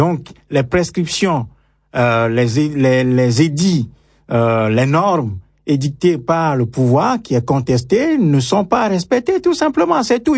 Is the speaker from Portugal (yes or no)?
no; Togo; Nous sommes des Togolais à l'étranger, nous souffrons, hein, le martyr.